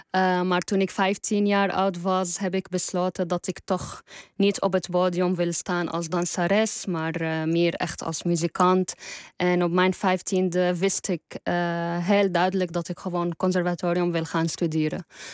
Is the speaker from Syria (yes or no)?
yes; Damascus, Damascus Governorate, Syria; Dutch is a second language; now in Netherlands; En dat ik weet dat ik misschien nooit in mijn hele leven terug kan gaan naar Syrië, waar ik ben opgegroeid.